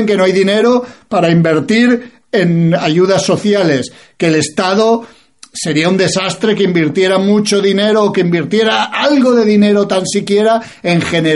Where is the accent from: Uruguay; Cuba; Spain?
Spain; soy un nacionalista español, no soy ni de izquierdas ni de derechas